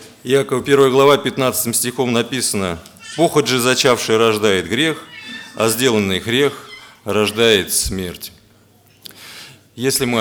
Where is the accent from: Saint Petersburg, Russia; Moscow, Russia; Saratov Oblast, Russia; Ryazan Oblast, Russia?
Moscow, Russia; а я тут сижу, москвич приехал, важный такой.